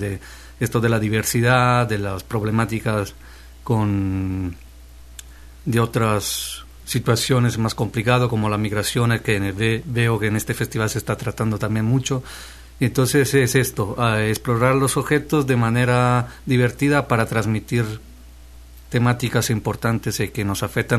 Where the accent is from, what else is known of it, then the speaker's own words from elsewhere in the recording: Italy; now in Guatemala; mis orígenes, que soy italiano, aunque vivo en Guatemala.